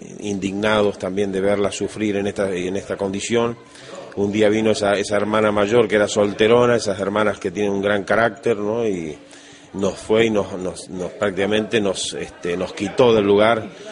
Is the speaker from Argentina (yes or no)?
yes; Argentina; born there; Yo nací en Argentina, pero tengo sangre, mi padre era paraguayo